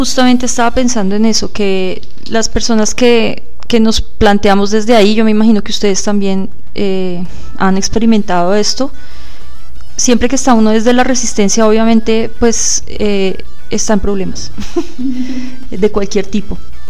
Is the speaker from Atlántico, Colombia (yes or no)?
no; Bogotá, Colombia; nosotros no somos de Huasca, somos de Bogotá. Irse a vivir a Huasca